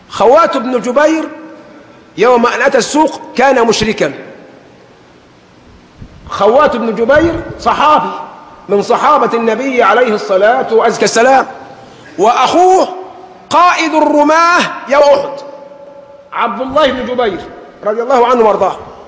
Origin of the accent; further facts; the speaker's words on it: Sharqia Governorate, Egypt; السمن توضع عندنا نحن أبناء الشرقية في إناء مخخر بنسميه محلبة